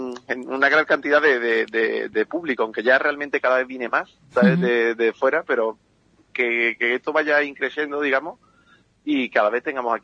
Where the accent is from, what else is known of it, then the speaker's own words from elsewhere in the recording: Ubrique, Andalusia, Spain; aunque seamos romanos de Ubrique, no nos gusta encauzarnos en ningún sitio, aunque siempre llevamos Ubrique por bandera, porque somos de Ocuri, somos gitanos, claro.